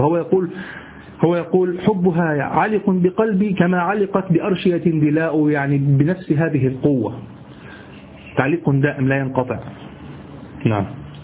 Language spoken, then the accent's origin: Arabic; Egypt; هو الذي يعرف عندنا في مصر السديري، الصاب هو طبعا، لكن نحن نقول سديري،